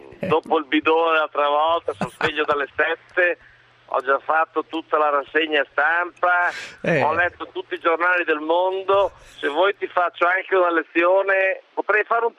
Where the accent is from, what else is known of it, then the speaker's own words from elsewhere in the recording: Bologna, Emilia-Romagna, Italy; Sono di Bologna